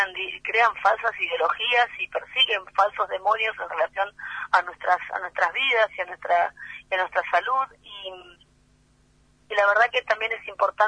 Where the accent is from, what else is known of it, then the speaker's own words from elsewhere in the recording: General Belgrano, Buenos Aires Province, Argentina; A los 20 no mencionábamos el apoyo, por lo menos en mi pueblo, en General Belgrano, que son 120.000 habitantes, no, 20.000 habitantes en General Belgrano